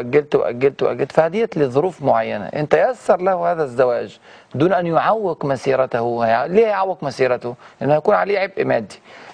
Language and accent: Arabic; Egypt; زي ما بيسموه عندنا في مصر يعني